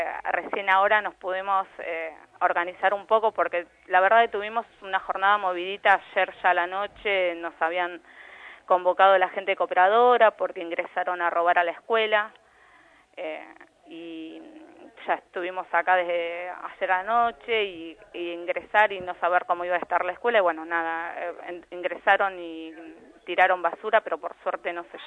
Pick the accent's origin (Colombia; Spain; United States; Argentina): Argentina; La Reja, Buenos Aires Province; yo soy de La Reja y allá también estaba todo anegado